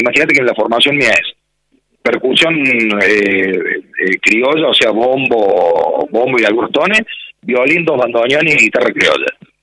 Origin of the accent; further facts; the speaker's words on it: Sacanta, Córdoba, Argentina; yo soy de Sacanta, nací en Sacanta, 40 kilómetros de Rosario